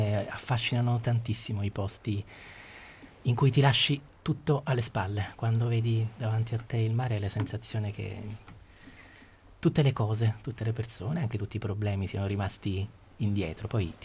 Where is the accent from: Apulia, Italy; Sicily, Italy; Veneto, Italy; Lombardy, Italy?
Apulia, Italy; è ambientato nel Salento, che è un po' la mia terra